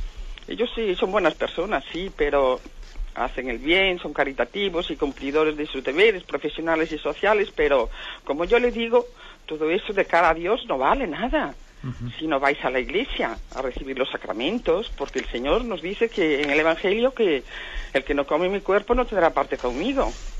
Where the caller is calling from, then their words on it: Ourense, Galicia, Spain; de Orense.